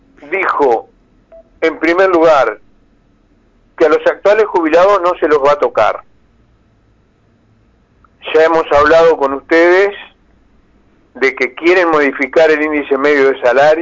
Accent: Fray Bentos, Río Negro, Uruguay; born there; seguramente ustedes llegan a Fray Ventos, que es mi pueblo de nacimiento.

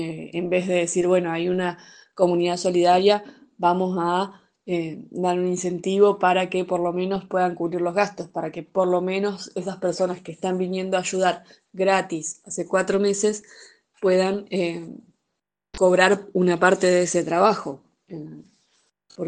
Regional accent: Chubut, Argentina; el sector de la Rinconada, que es donde yo nací y me crié

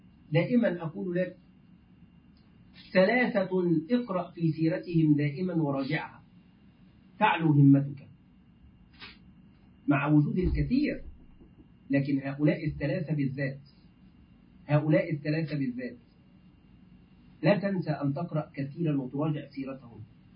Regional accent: Egypt; الدولار والأورو نحن كمصريين الآن يعني تعرفون طبعا الحال

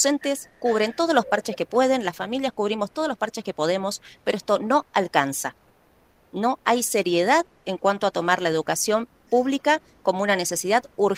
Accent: Buenos Aires, Argentina; desde que yo estudié aquí en la Ciudad de Buenos Aires, soy porteña

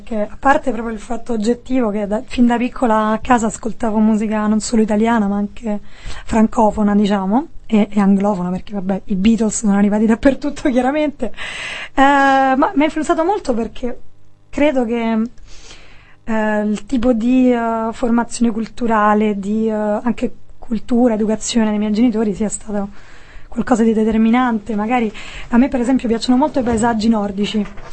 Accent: Rome, Lazio, Italy; mia madre è belga, però io sono nata e cresciuta a Roma, e mio padre è italiano, però in realtà è molto più complicato, perché i miei sono nati in Africa.

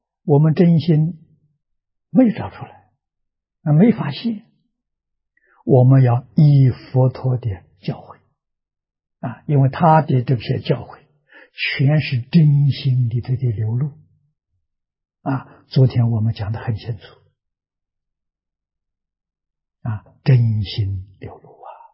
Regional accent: China; 我们中国人讲良心呢、啊佛法讲本性呢、中国古人也讲本性，本性本善，那就是佛。

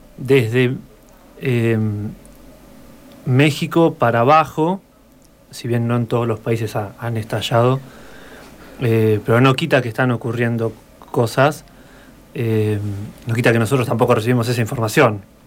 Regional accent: Basque Country, Spain; yo no lo puedo negar, yo soy vasco

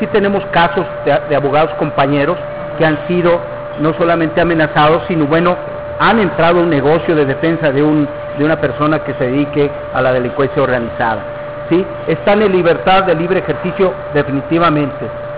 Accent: Querétaro, Mexico; yo vengo de Querétaro.

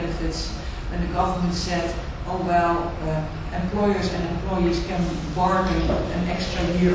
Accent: Netherlands; I'm from the Netherlands

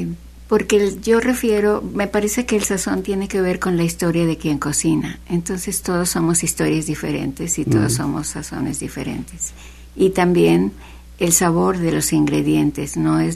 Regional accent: Xalapa, Veracruz, Mexico; born there; Yo nací en Jalapa.

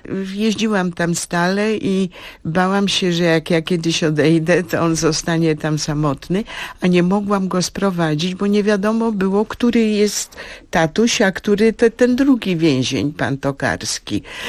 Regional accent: Międzyrzec, Lublin Voivodeship, Poland; born there; Ja się urodziłam jakby na Litwie.

